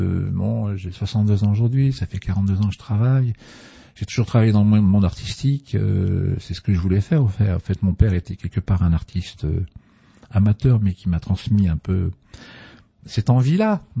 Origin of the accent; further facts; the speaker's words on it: Boulogne-sur-Mer, Hauts-de-France, France; je suis né à Boulogne-sur-Mer dans le Pas-de-Calais, il y a un peu plus de 62 ans maintenant. J'ai vécu là-bas, dans ce monde, dans ce nord, pardon, dans ce beau pays quand même